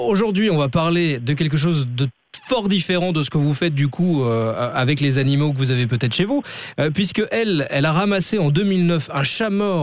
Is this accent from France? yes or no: no; Belgium; chez nous en Belgique